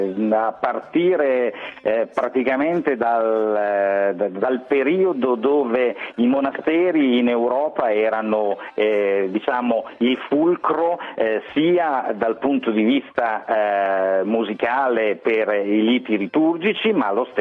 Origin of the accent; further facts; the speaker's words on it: Bologna, Emilia-Romagna, Italy; io sono di Bologna, negli anni 70 a Bologna le mie osterie erano famose forse anche in tutta Italia